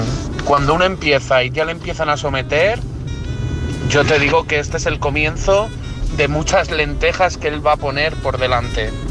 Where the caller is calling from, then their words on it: Madrid, Community of Madrid, Spain; de Madrid.